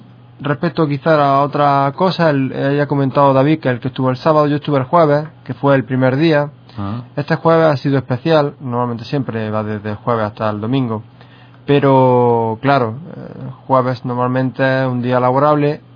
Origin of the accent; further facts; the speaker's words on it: Andalusia, Spain; Pues seguro que alguno lo habría, porque si no, no somos andaluces.